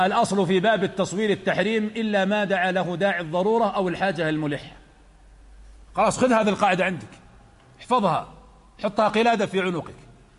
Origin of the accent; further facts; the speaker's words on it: Najd, Saudi Arabia; وهناك كلمة تقال عندنا في نجد بلعون، ما أدري عندكم هذه ولا لا